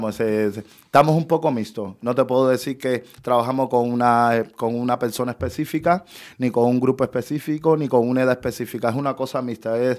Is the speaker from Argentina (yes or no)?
no; Cuba; moved away; Entonces, cuando salí de Cuba en el 2015, que llegué a Perú, mi primer trabajo fue de hostelería.